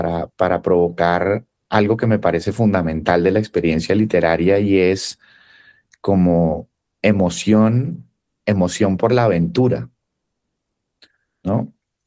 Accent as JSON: {"language": "Spanish", "country": "Colombia", "said": "más aún siendo colombiano, donde uno, pues, escucha uno, las historias familiares nuestras son complejísimas"}